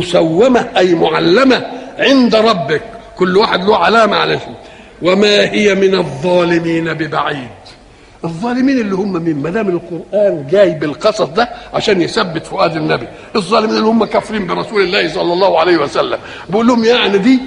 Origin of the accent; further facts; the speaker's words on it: Egypt; مثلا الحضاره التي عندنا في مصر